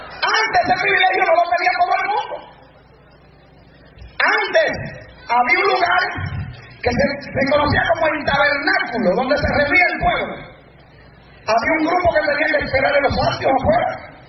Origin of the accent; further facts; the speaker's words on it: Puerto Rico; Digo, si yo soy puertorriqueño, escúchame si ya soy malo aquí.